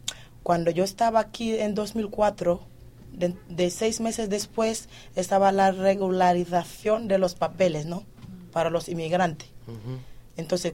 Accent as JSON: {"language": "Spanish", "country": "Senegal", "said": "Pues, ¿de dónde eres? De Senegal."}